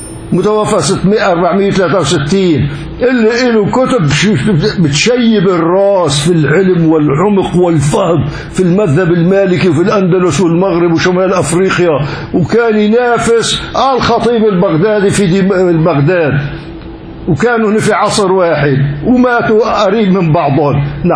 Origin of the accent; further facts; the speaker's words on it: Syria; وعندنا بسوريا